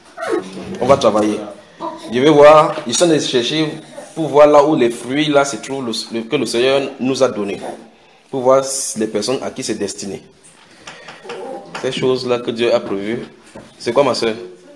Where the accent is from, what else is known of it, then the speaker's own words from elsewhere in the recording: Cameroon; Chez nous au Cameroun, chaque fois on travaille, on voit, on dit, je suis dans l'obscurité, on peut faire autrement.